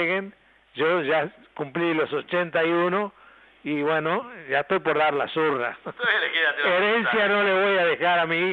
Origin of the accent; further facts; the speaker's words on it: Argentina; Yo creo que somos todos argentinos